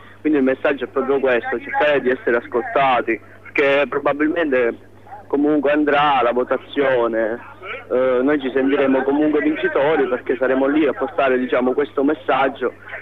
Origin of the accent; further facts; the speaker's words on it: Pisa, Tuscany, Italy; Siamo da Pisa, sono stati fatti 12 pullman, quindi diciamo